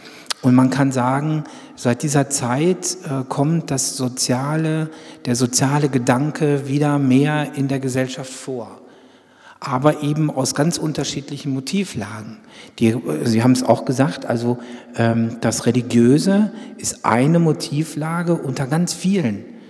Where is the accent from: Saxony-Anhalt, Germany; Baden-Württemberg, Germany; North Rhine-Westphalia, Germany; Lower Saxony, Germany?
North Rhine-Westphalia, Germany; ich komme also auch aus Westfalen